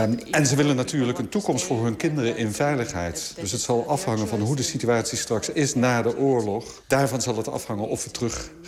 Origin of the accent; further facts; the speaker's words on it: Ukraine; Dutch is a second language; now in Netherlands; natuurlijk, Oekraïne is mijn moederland. En het zou kunnen dat ik terugga.